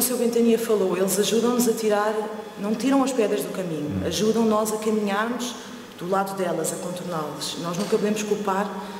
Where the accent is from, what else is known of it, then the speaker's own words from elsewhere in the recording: Portugal; Eu sou portuguesa